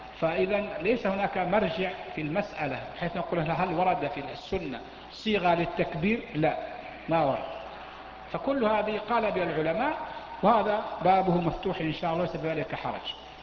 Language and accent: Arabic; Mecca, Makkah Province, Saudi Arabia; مكة عندنا في مكة نفس الشيء، تأتي السيول ونغرق في شبر ماء كما يقال